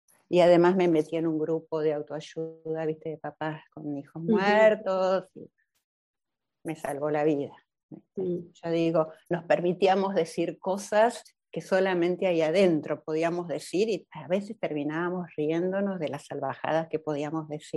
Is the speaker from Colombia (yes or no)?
no; Buenos Aires, Argentina; nosotros los argentinos, los porteños sobre todo, que somos los de Buenos Aires, somos impuntuales